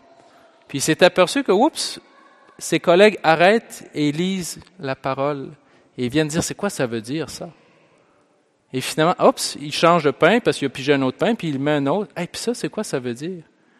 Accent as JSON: {"language": "French", "town": "Pont-Rouge", "region": "Quebec", "country": "Canada", "said": "J'ai fait ça quand j'étais jeune, moi. Je viens de Pont-Rouge"}